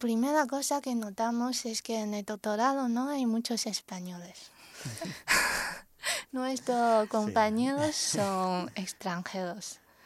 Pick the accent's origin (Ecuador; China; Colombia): China; Quanzhou, Fujian; Spanish is a second language; Vengo de una ciudad que se llama Quanzhou, que está en la costa oriental de China. Está justo enfrente de Taiwán. Y bueno, es una ciudad pequeña en China, aunque tiene 6 millones de habitantes, pero consideramos una ciudad pequeña.